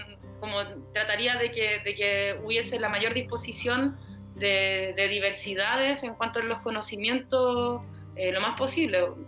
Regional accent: Chile; prefiero yo como científica o como mujer chilena, qué sé yo, posicionarme políticamente

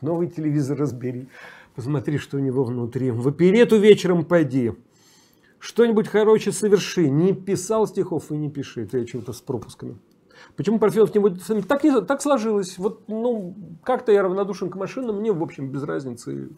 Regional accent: Saint Petersburg, Russia; Я родился и вырос в Питере.

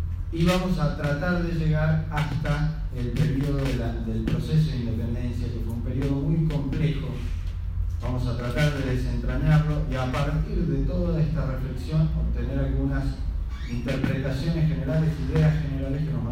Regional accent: Mendoza, Argentina; soy mendocino, padre de dos hijos

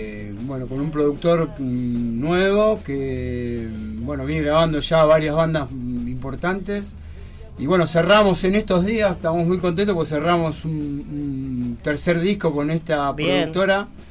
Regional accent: Quilmes, Buenos Aires Province, Argentina; Nosotros generalmente somos de Quilmes, Wilde, más o menos aledaño.

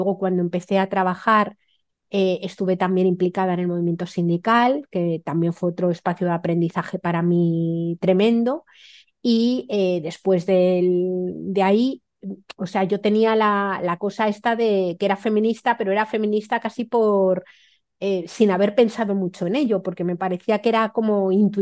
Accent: Madrid, Community of Madrid, Spain; vengo de una familia súper urbanita, es decir, soy madrileña, mi familia era súper urbana, no habíamos tenido un huerto en la vida

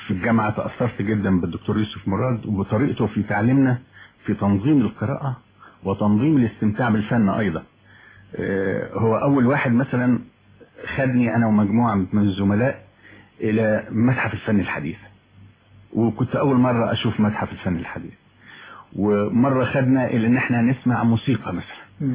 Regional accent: Minya Governorate, Egypt; born there; مظبوط، يعني بالضبط كده

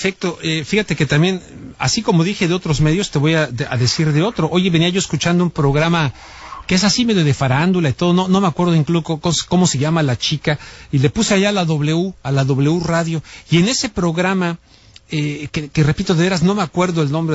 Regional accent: Mexico; yo pediría como mexicano a las autoridades mexicanos

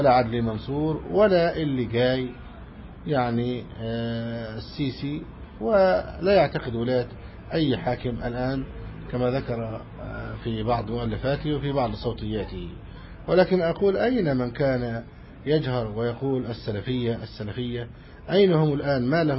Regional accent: Egypt; فنسأل الله سبحانه وتعالى أن يحفظ بلدنا مصر أمنا أمانا سخاء رخاء

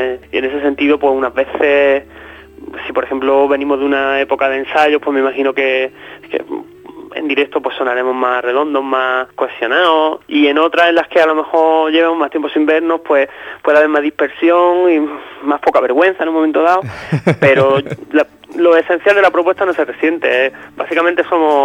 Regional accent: Granada, Andalusia, Spain; No somos de Nashville, ¿no? Por mucho que nos guste la música de Nashville, somos de Granada.

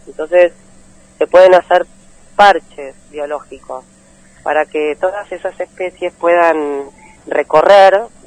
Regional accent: Buenos Aires, Argentina; born there; acá de Buenos Aires, yo nací en Buenos Aires

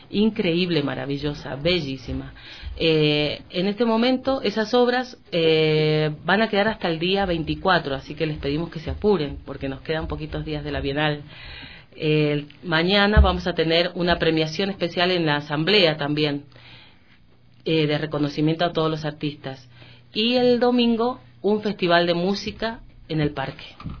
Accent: Mendoza, Argentina; Yo soy de Mendoza, vengo de Mendoza, Argentina, que queda al centro oeste del país, al pie de los Andes, donde se encuentra la montaña más alta de los Andes, que es nuestro Apu Aconcagua.

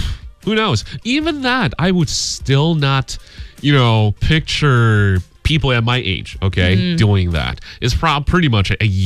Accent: China; you're talking to a Chinese

